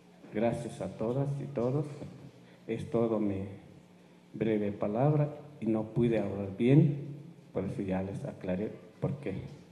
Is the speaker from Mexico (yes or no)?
yes; Chiapas, Mexico; first language Tzotzil; Spanish is a second language; no puedo hablar bien el lengua español porque no es mi lengua materna. Mi lengua materna es la idioma tzotzil.